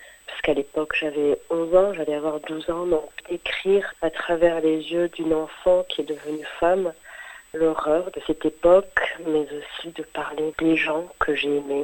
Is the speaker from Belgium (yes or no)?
no; Rwanda; cette cicatrice qui fait partie de notre histoire en tant que Rwandais